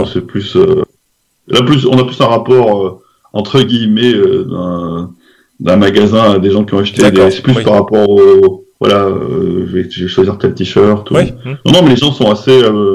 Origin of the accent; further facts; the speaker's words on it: France; Vu qu'on est français, il y a d'autres choses qui rentrent en jeu